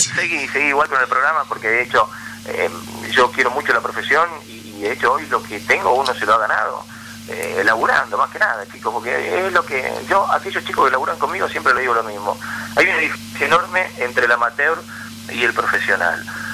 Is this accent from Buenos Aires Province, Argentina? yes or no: yes; La Plata, Buenos Aires Province, Argentina; ¿cómo puede ser que siendo un pibe de La Plata la gente después te siga tanto?